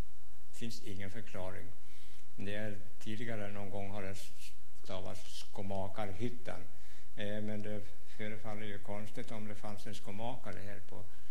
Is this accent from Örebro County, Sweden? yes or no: yes; Östansjö, Örebro County, Sweden; moved away as an adult; Ja, här är jag född och uppfödd till mitt 20:e år när jag flyttade härifrån.